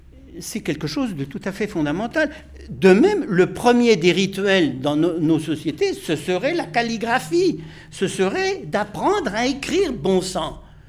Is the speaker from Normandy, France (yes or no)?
yes; Normandy, France; ce que j'avais vécu moi dans mon enfance dans la Normandie du Cotentin, une Normandie très catholique, très ritualiste